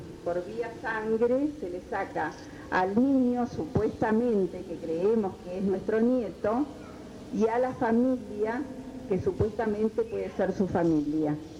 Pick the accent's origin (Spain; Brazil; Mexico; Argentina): Argentina; Al menos así es en mi país, en Argentina.